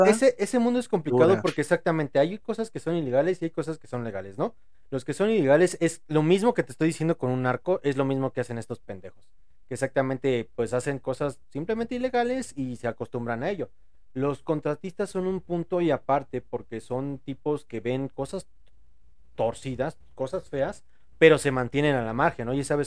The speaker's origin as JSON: {"language": "Spanish", "country": "Argentina", "said": "Mira, como argentino podría decir"}